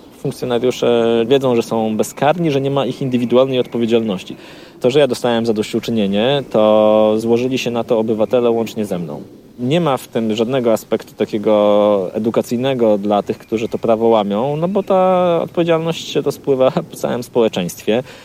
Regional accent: Gdańsk, Pomeranian Voivodeship, Poland; No, jestem z Gdańska.

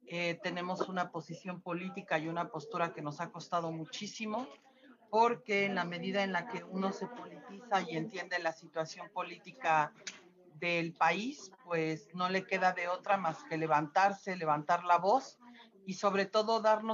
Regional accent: Mexico; entre nosotros como mexicanos

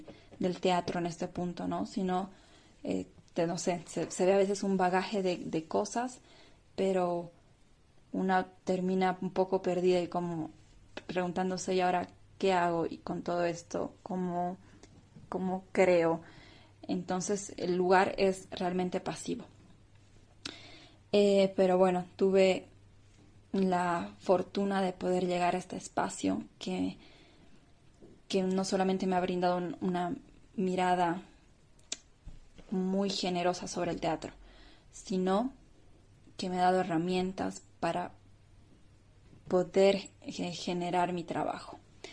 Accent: Bolivia; soy actriz, soy boliviana, ahora mismo les hablo desde la ciudad de La Paz, en Bolivia.

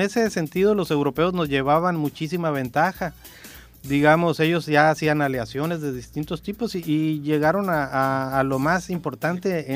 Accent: Mexico; nosotros lo sufrimos como mexicanos en carne propia en el sismo del 85

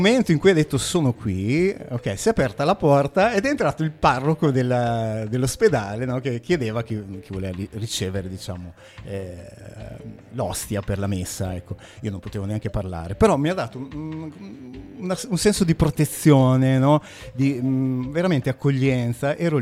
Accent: Alfonsine, Emilia-Romagna, Italy; also born or lived in Massa Lombarda; now in Forlì, Italy; Sono nato a Massa Lombarda, però vivevo ad Alfonsine all'epoca

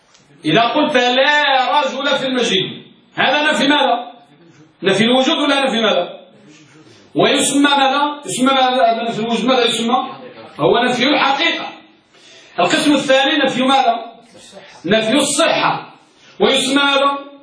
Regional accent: Morocco; نحن من المغرب يا مغرب العرب.

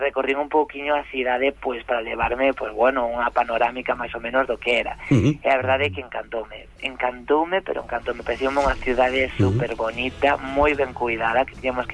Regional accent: Santiago de Compostela, Galicia, Spain; deronos a oportunidade a min e a outro grupiño de xóvenes aquí de Compostela

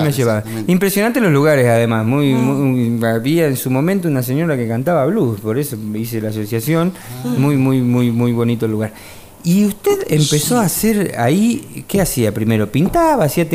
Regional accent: Los Toldos, Buenos Aires Province, Argentina; un amigo también de Los Toldos, mi ciudad de origen

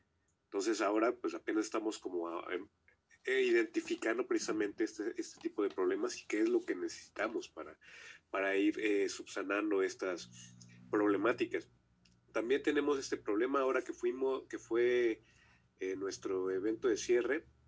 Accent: Xochimilco, Mexico City, Mexico; nosotros somos de Xochimilco, ahí para que parezca una referencia, ¿no?

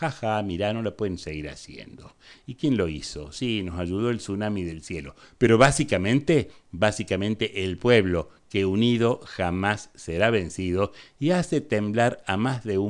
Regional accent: Argentina; Yo soy argentino.

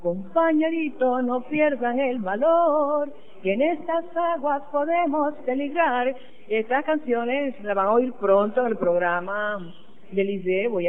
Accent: Cumaná, Sucre, Venezuela; de Cumaná y estoy acá de visita en el programa de Lidé.

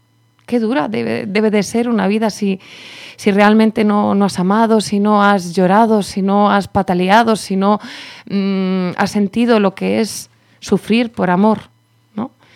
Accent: Spain; pues estaban durmiendo una siesta, que somos españoles, claro.

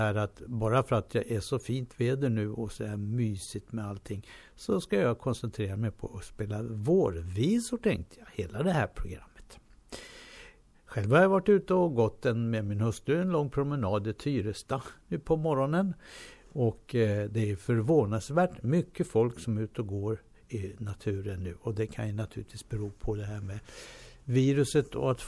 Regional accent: Stockholm, Stockholm County, Sweden; born there; Då gick man ner till idrottsplatsen där hemma i Hjorthagen där jag födde.

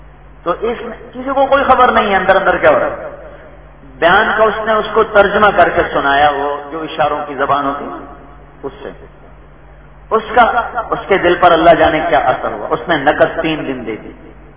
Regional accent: Punjab, Pakistan; ایک جماعت آئی ہمارے تلمبا، ہمارا ساتھی آپ کے گاؤں قصبہ ہے، ساتھ میرا گاؤں ہے

